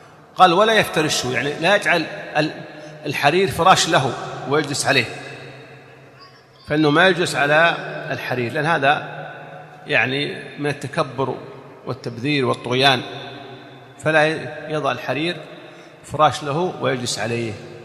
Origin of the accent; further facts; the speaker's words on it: Saudi Arabia; يعني نحن عندنا في السعودية إذا لبست الإزار